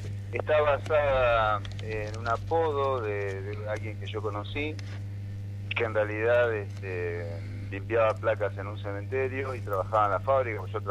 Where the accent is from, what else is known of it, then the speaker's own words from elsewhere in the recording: Berisso, Buenos Aires Province, Argentina; now in Berazategui, Argentina; la zona donde vivo yo, acá en Espeleta, Berazategui, también en Berisso, porque yo soy de Berisso, nací ahí.